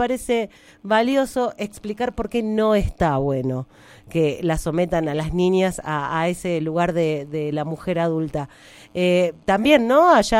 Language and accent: Spanish; Coronel Dorrego, Buenos Aires Province, Argentina; yo recuerdo cuando era pequeña en mi pueblo, en Coronel Dorrego, muy cerca de Bahía Blanca